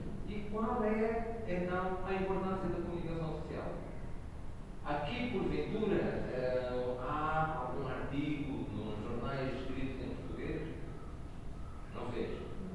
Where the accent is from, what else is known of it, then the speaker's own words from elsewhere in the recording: Goa, India; Portuguese is a second language; eu digo sempre que eu sou goês, indiano e tenho a saudade portuguesa.